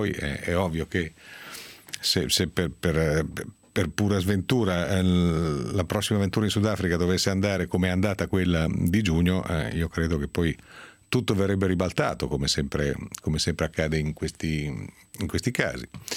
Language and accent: Italian; Piedmont, Italy; come si dice dalle mie parti, nel basso Piemonte.